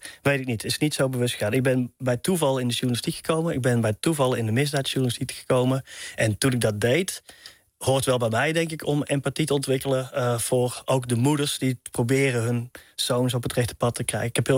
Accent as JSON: {"language": "Dutch", "town": "Tilburg", "region": "North Brabant", "country": "Netherlands", "said": "Een heel groot pand hadden we dan in Tilburg, waar ik vandaan kom."}